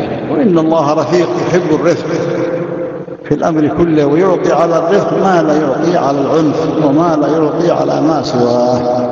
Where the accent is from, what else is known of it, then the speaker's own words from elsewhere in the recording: Yemen; والحمد لله المشايخ عندنا في اليمن